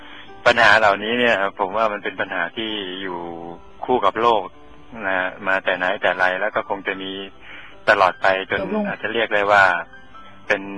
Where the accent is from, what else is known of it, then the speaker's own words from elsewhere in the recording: Sukhothai, Thailand; ครับผมก็พอดีกลับไปสุโขทัยก็ถือว่าได้ทำหน้าที่การจะเรียกเลยว่าอันนึงก็ว่าเป็นแผ่นดินเกิด